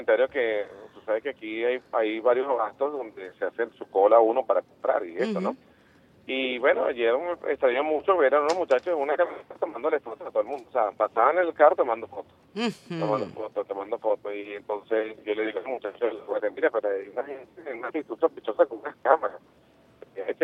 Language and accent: Spanish; Venezuela; Yo como venezolano